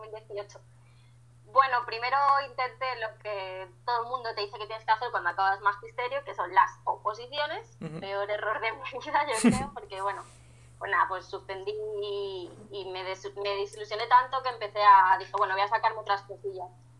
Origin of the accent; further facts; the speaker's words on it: Spain; de España, pues los españoles somos sangría, oles, sevillanas